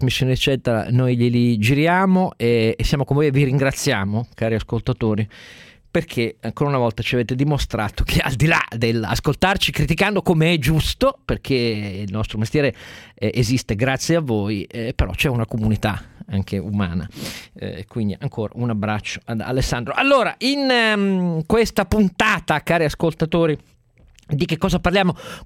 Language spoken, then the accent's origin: Italian; Turin, Piedmont, Italy; Per me, che sono torinese, però è importante almeno anche un'altra data.